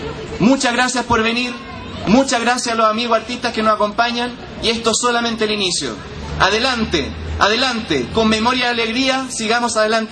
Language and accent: Spanish; Chile; Nosotros tenemos un deber ético y moral, ahora como chilenos y chilenas